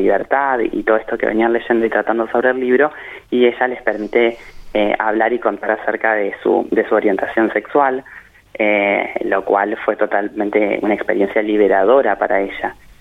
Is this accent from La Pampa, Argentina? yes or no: yes; General Acha, La Pampa, Argentina; una abuela de acá de la localidad de donde soy oriundo, de General Hacha